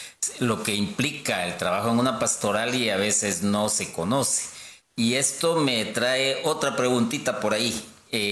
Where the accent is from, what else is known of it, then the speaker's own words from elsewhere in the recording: Guatemala; nosotros como guatemaltecos también tendríamos que aprender de ello